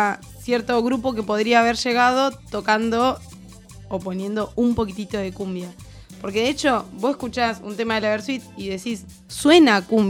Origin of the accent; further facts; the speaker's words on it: Chubut, Argentina; en el paisaje rupestre, se podría decir, de Chubut. hay un trayecto que va de mi pueblo a la ciudad de Trelew